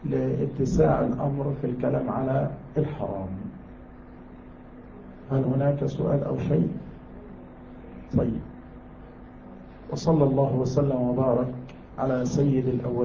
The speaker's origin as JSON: {"language": "Arabic", "country": "Yemen", "said": "فكان عندنا في اليمن ماء المطر هو أجل ماء"}